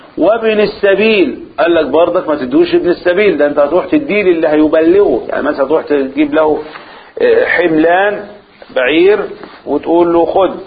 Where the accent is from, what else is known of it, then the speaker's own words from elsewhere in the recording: Egypt; احنا عندنا في مصر نكتة يعني فكاهة